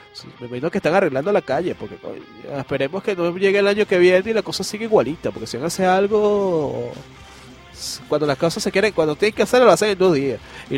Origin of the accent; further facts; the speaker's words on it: Caracas, Capital District, Venezuela; yo soy de Caracas, hostia, tío